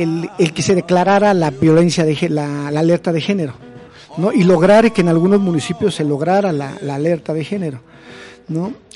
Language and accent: Spanish; Mexico; Como hombres, como machos mexicanos, lo seguimos haciendo.